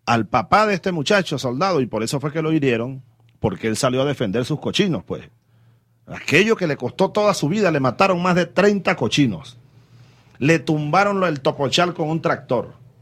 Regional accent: Venezuela; estoy obligado a investigar esto como jefe del Estado y como venezolano.

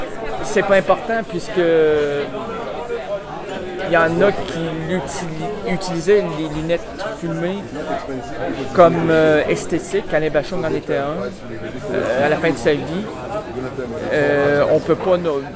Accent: Quebec City, Quebec, Canada; Moi, je viens de Québec.

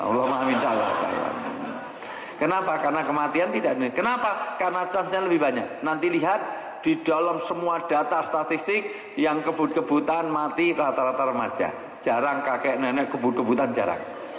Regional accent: Java, Indonesia; karena saya orang Jawa.

